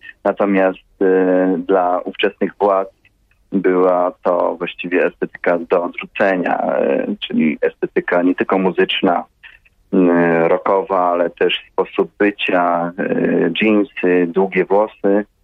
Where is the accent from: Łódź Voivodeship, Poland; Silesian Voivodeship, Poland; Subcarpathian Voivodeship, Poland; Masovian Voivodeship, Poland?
Subcarpathian Voivodeship, Poland; Rzeszów; Ja jestem z Rzeszowa. Tutaj się uczyłem, tutaj chodziłem do liceum.